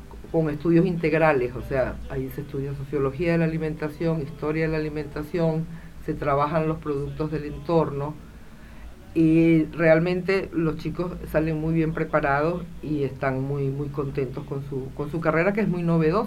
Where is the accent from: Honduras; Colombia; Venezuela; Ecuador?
Venezuela; now in Argentina; Así como los venezolanos nos tenemos que animar a cebar mate